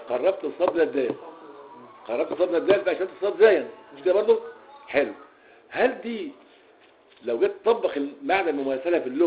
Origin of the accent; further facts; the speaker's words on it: Egypt; من اللغويين السابقين في العصر الحديث عندنا في مصر